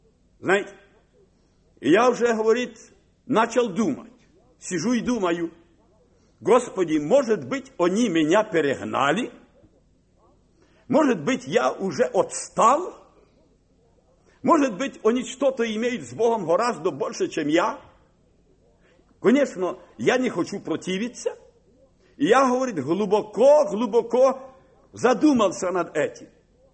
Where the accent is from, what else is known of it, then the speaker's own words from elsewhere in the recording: Kharkiv, Kharkiv Oblast, Ukraine; born there; я родился на Украине, в Харькове.